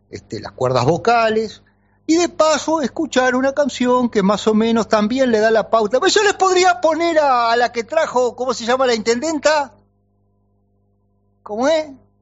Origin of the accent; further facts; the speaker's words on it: Santa Lucía, Canelones, Uruguay; Soy de Santa Lucía. Crecí disfrutando el río. También viví algunas crecientes.